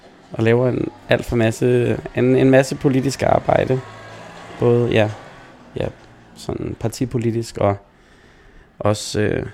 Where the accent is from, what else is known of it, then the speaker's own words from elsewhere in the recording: Herlev, Capital Region of Denmark, Denmark; jeg er en rigtig Herlev-dreng, så jeg er både født på Herlev Hospital og har blevet der lige siden. Har ikke rykket mange kilometer fra min, hjemhus